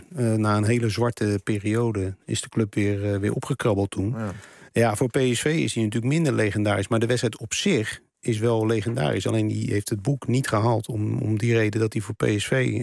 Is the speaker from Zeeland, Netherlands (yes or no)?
no; Rotterdam, South Holland, Netherlands; Want ik ben van oorsprong, kom ik uit Rotterdam.